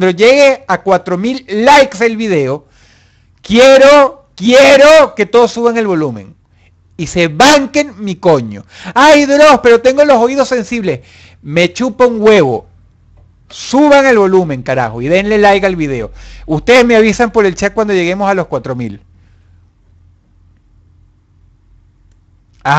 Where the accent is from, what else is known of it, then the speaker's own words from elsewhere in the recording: Caracas, Venezuela; Caracas, la ciudad de donde yo nací en Baruta. En una clínica de la que no quiero acordarme. Y viví hasta los 25 años en la urbanización Miranda.